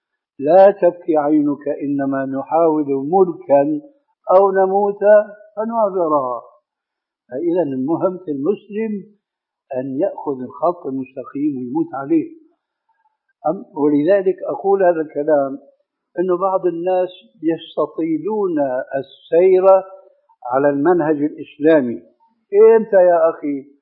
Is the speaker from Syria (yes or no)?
yes; Damascus, Damascus Governorate, Syria; كما يقولون عندنا في دمشق بدها الزكتار